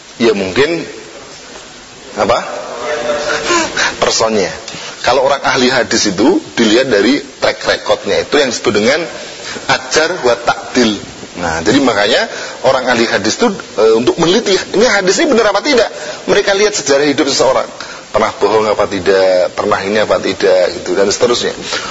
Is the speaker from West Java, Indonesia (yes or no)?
no; Tuban, East Java, Indonesia; Bapak saya ini aslinya dari Surabaya, dari Jawa Timur, Tuban saya ini, ya.